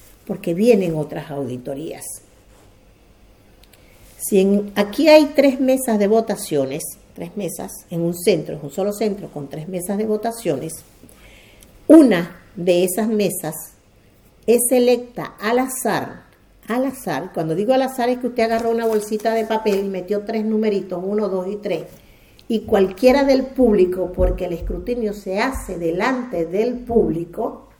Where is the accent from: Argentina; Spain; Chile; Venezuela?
Venezuela; mi pueblo, que queda 7 horas de Caracas